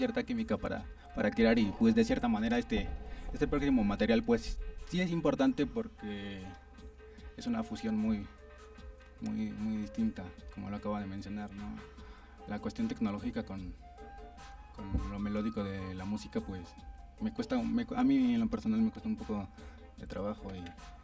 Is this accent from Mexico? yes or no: yes; Tlalnepantla, State of Mexico, Mexico; Sí, somos del norte de Tlanepantla.